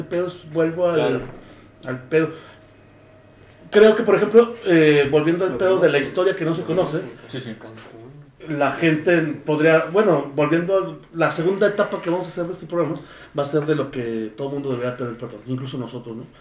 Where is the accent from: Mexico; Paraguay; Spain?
Mexico; Porque somos mexicanos, somos chingones.